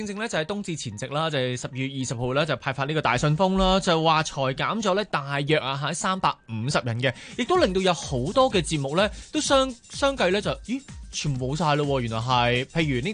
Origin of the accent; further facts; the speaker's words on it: Hong Kong; 呢一单咧就真系陪住我哋香港人